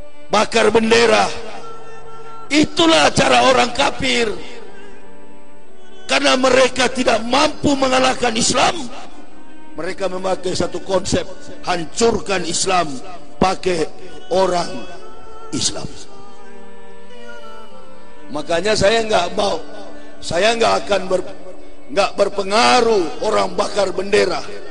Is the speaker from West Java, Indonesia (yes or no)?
no; Manado, North Sulawesi, Indonesia; Kampung saya di Manado